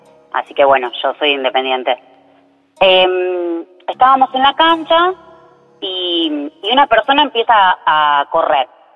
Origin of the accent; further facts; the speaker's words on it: Avellaneda, Buenos Aires Province, Argentina; De Avellaneda.